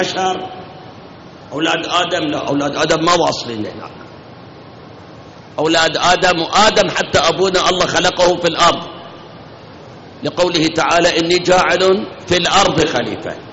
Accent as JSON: {"language": "Arabic", "country": "Iraq", "said": "من التمر عندنا بالعراق بس"}